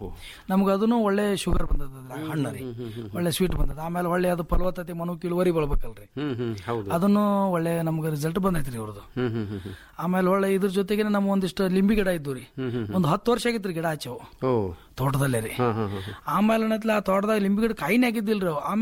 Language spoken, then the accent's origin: Kannada; Babanagar, Karnataka, India; ನಮ್ಮ ಊರು ಬಾಬಾನಗರ, ತಿಕೋಟ ತಾಲೂಕು, ವಿಜಯಪುರ ಜಿಲ್ಲೆ ರೀ.